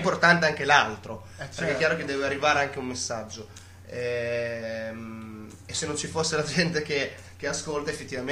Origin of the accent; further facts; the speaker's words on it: Bologna, Emilia-Romagna, Italy; Ah, sì, siamo tutti bolognesi